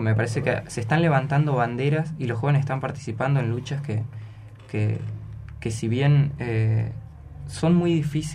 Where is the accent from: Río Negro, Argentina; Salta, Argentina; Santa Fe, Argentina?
Río Negro, Argentina; San Antonio Oeste; No, soy de San Antonio Oeste.